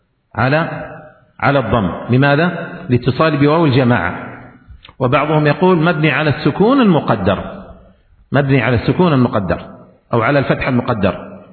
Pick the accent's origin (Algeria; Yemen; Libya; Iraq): Yemen; لكن عندنا في اليمن يقولون في الإعراب